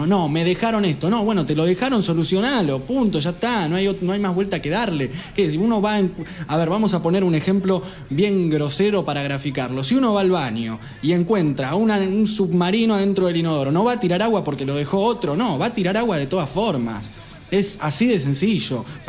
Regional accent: Lanús, Buenos Aires Province, Argentina; Recuerdo cuando, de niño, cuando vivía en Lanús

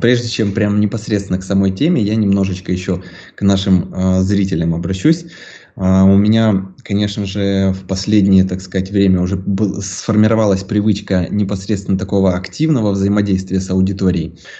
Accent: Ukraine; соответственно, родом я из Украины, мне 33.

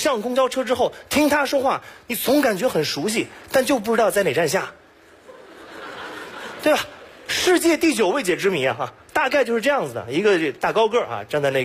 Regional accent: Beijing, China; 我是土生土长北京人，所以对北京呢研究特别的多。

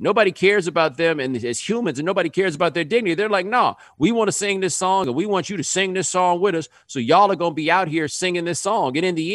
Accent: Texas, United States; Yeah, I do, but I grew up in Texas.

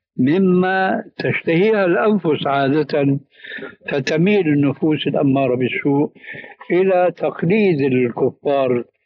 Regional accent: Syria; هذه يسموها عندنا في سوريا برازيت، يعني تشويش

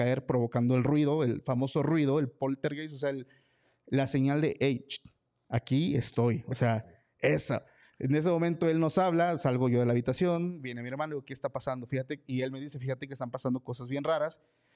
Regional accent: Mexico; como buen mexicano, estábamos editando el capítulo del lunes

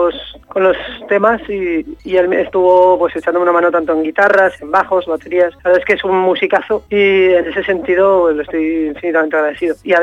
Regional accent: Pamplona, Navarre, Spain; now in Seville, Spain; yo llegué de Pamplona a Sevilla con la idea de hacer algo

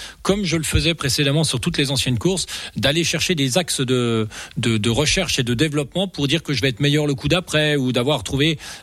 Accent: Rochesson, Grand Est, France; Moi je viens de Rochesson, pour rappeler.

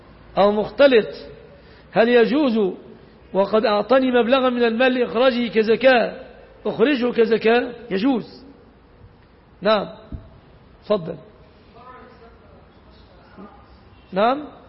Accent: Egypt; ليس في عرفنا كمصريين، لأن أغلب المصريين لا يمتلكون سيارة

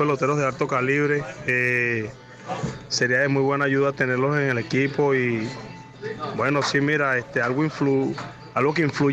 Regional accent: San Joaquín, Carabobo, Venezuela; also born or lived in Valencia; soy de Valencia, soy de San Joaquín

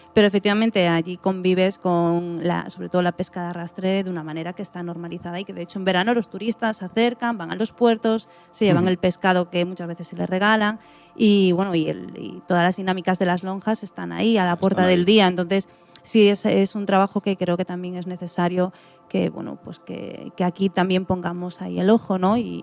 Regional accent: Galicia, Spain; yo que vengo de Galicia

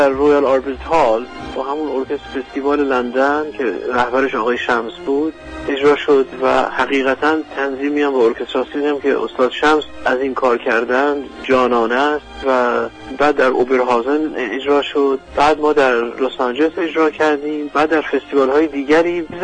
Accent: Iran; من به عنوان یک ایرانی

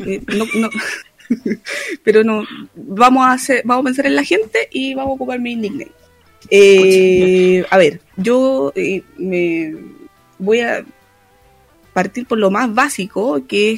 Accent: Antofagasta, Chile; also born or lived in Santiago; Yo nací en Santiago de Chile, en la comuna Independencia. Viví varios años allí, luego mi familia se trasladó a Antofagasta. Volvimos un tiempo a Santiago y después volvimos a Antofagasta. O sea que yo estoy actualmente radicada acá.

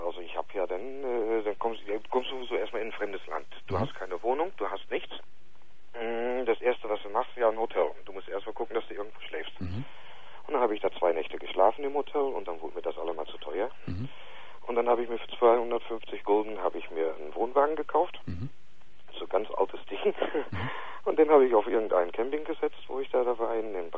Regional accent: Germany; now in Netherlands; Ich bin Deutscher.

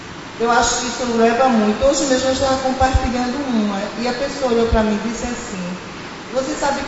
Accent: Rio de Janeiro, Brazil; eu que sou daqui, eu sou do Rio, e eu vou levar isso lá para o Rio

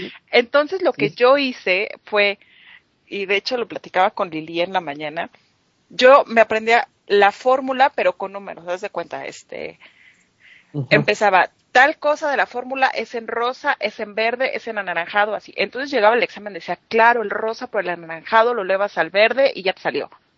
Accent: Mexico; yo soy, creo, una parte como muchos mexicanos

